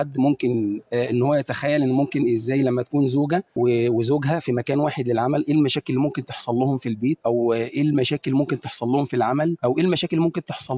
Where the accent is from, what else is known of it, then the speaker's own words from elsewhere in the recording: Egypt; وإحنا عندنا في مصر في قضايا كتير جدا اتطرحت من خلال السينما